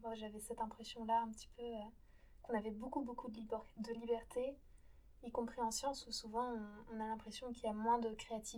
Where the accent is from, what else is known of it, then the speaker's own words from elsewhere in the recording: Le Mans, Pays de la Loire, France; Eh bien, moi, je viens du Mans, donc j'ai fait un bac scientifique, pareil